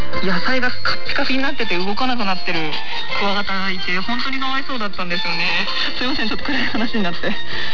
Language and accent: Japanese; Shiga, Japan; 私も滋賀県出身なんですけれども、小学生の時に近所の山かな林かな、